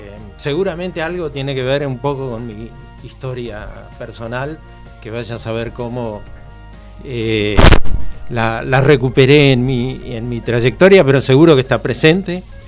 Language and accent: Spanish; Rivera, Buenos Aires Province, Argentina; Voy a pasar el aviso porque es mi pueblo, Rivera se llama, partido Adolfo Alsina.